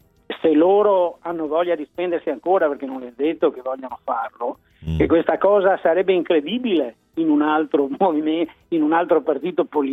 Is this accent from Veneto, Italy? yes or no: yes; Martellago, Veneto, Italy; Io sono di Martellago, vicino a Venezia.